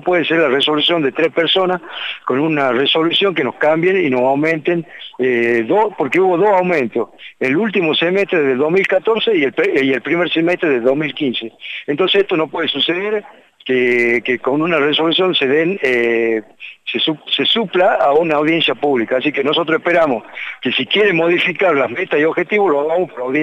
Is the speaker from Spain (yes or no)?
no; San Salvador de Jujuy, Jujuy, Argentina; Y yo, como soy de Alto Comedero, en Alto Comedero nos cortan el agua todos los días